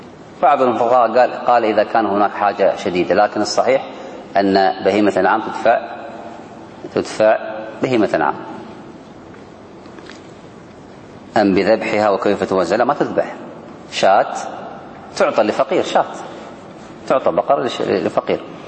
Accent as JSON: {"language": "Arabic", "country": "Kuwait", "said": "احنا عندنا في الكويت ما أدري عندكم"}